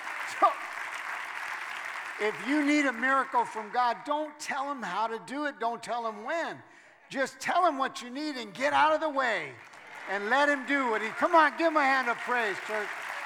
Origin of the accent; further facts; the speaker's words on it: California, United States; now in San Jose, United States; I'm not from San Jose, I'm from Southern California